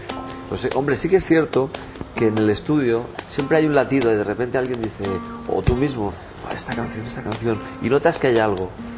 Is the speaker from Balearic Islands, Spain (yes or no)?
no; Barcelona, Catalonia, Spain; Yo qué sé, si yo soy de la Barceloneta.